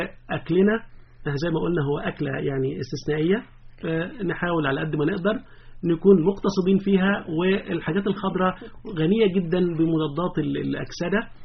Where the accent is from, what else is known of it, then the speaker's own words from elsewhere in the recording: Egypt; لكن في الغالب كلنا كمصريين بناكلها، حتى لو مش في شم النسيم